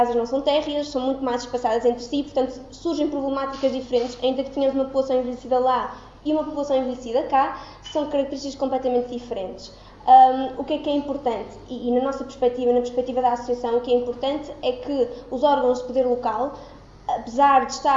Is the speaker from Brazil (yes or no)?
no; Gondomar, Porto, Portugal; Eu sou de Gondomar, não sou de Aveiro, e portanto Gondomar também tem uma parte, grande parte do concelho é rural, o Alto Concelho